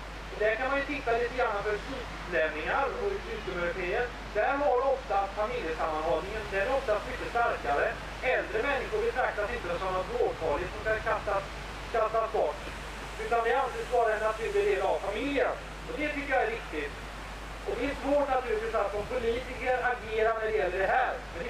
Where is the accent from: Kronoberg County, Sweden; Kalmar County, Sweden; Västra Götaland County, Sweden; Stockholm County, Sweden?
Västra Götaland County, Sweden; Gothenburg; jag kommer från Göteborg.